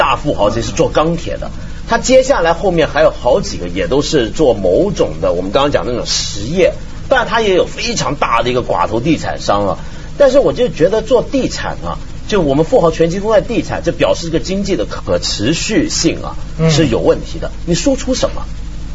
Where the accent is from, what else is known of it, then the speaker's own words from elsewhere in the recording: Hong Kong; 因为我作为一个香港人，我就很有这个体会。